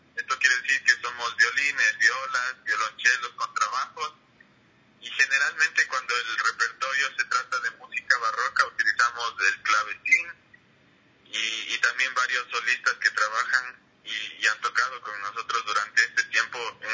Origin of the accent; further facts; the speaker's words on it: Quito, Pichincha, Ecuador; yo soy un violinista quiteño, nací en... tengo actualmente 25 años